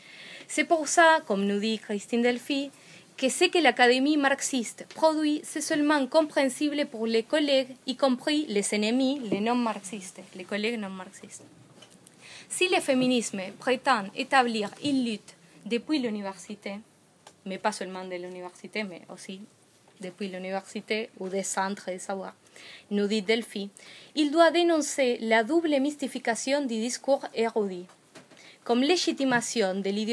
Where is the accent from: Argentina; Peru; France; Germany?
Argentina; Je viens d'Argentine où nous sommes tous en colère.